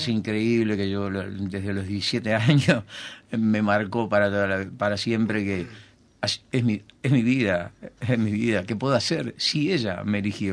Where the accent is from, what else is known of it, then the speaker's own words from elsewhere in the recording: Corralitos, Salto, Uruguay; Soy de Corralitos, de una colonia de italianos.